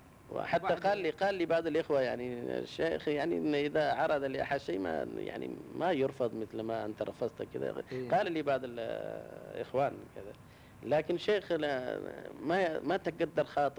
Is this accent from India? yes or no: yes; India; Arabic is a second language; هذا موجود إلا عندنا في الهند يعني